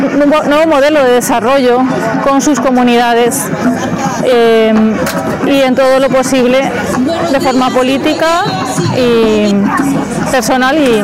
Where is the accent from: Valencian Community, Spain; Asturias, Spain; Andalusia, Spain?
Valencian Community, Spain; Valencia; yo vengo desde Valencia, en el Estado español. Soy parte de una organización pequeña valenciana que se llama Periferies.